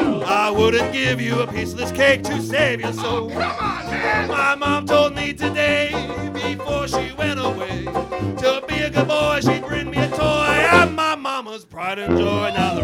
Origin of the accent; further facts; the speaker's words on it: São Paulo, Brazil; porque eu sou de São Paulo, mas grande parte acontece em São Paulo